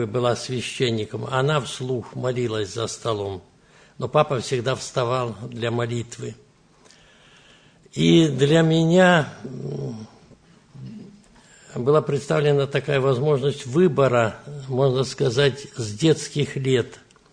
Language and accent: Russian; Brest Region, Belarus; Я родился здесь, в Белоруссии, в Брестской области, Драгичинский район, в сельской местности родился.